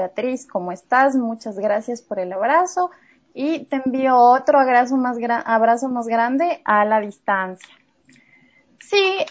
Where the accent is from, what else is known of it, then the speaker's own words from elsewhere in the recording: Urcuquí, Imbabura, Ecuador; yo nací en la ciudad de Ibarra, en el cantón de Urcuquí. Mi familia toda es de allá, mis raíces están allá. Y bueno, soy muy orgullosa de donde vengo